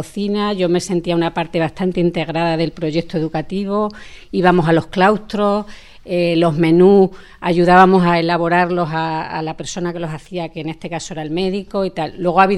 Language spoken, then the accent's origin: Spanish; Móstoles, Community of Madrid, Spain; también soy de Móstoles